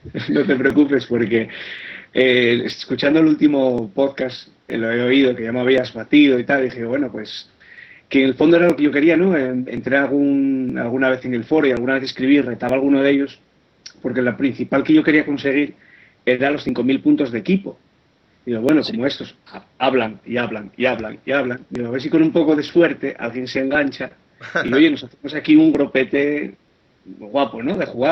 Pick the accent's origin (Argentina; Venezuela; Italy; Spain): Spain; Asturias; Yo soy de Asturias.